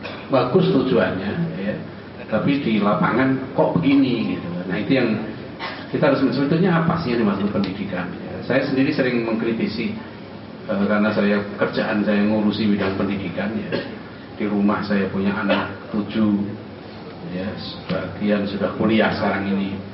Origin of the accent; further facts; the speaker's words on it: Depok, West Java, Indonesia; Saya enggak ada urusan, saya orang Depok ya.